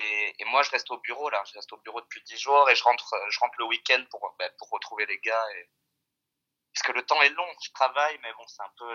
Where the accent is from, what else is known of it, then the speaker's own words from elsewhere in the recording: Pau, Nouvelle-Aquitaine, France; moved away as an adult; now in Philippines; j'ai 27 ans, je viens de Pau